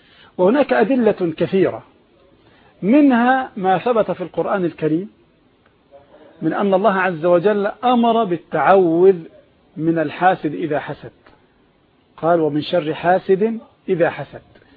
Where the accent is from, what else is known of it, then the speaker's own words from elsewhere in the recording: Egypt; احنا عندنا في مصر هنا الرصيد بالضبط